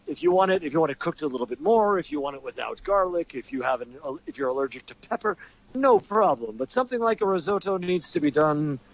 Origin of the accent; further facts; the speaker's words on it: New York City, New York, United States; And I'm from the New York City area, so in New York City they call it gravy, which doesn't make any sense.